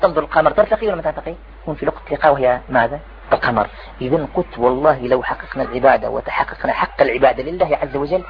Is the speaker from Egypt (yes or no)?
no; Algeria; كان فيها أنا جزائري كان واحد سوداني